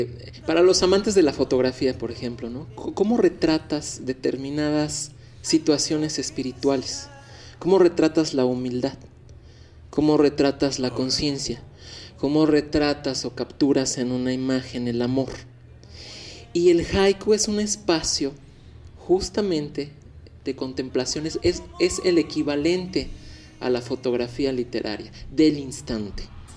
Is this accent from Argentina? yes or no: no; Mexico; No es como nosotros como mexicanos, la ironía o la burla, ¿no?